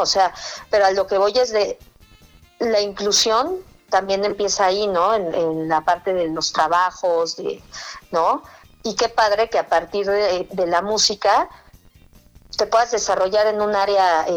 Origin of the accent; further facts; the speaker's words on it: Ciudad Satélite, State of Mexico, Mexico; yo soy mexiquense, entonces, de satélite. Pero yo quiero mucho el Estado de México.